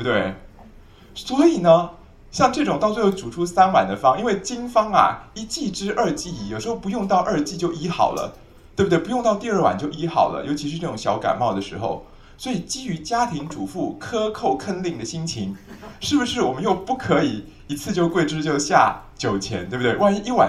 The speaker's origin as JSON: {"language": "Chinese", "country": "Taiwan", "said": "我们台湾人的一两是多少公克啊？"}